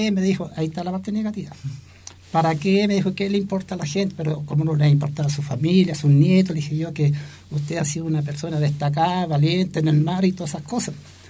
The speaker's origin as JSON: {"language": "Spanish", "town": "Talcahuano", "region": "Biobío", "country": "Chile", "tie": "born there", "said": "yo nací en San Vicente, Talcahuano."}